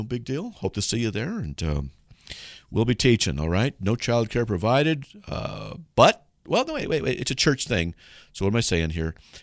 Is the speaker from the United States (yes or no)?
yes; California, United States; I'm from Southern California and love Idaho.